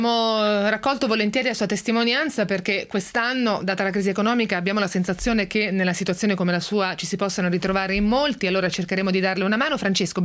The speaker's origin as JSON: {"language": "Italian", "country": "Spain", "lives_now": "Italy", "said": "sono spagnola, sono residente in Italia"}